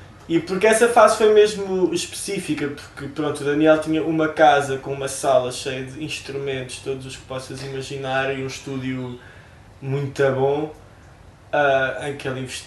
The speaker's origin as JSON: {"language": "Portuguese", "town": "Odivelas", "region": "Lisbon", "country": "Portugal", "said": "Eu sou de Odivelas."}